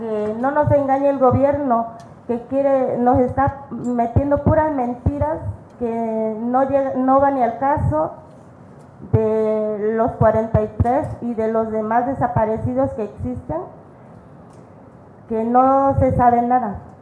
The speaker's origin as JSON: {"language": "Spanish", "country": "Mexico", "said": "No somos contrarios, somos gente de México"}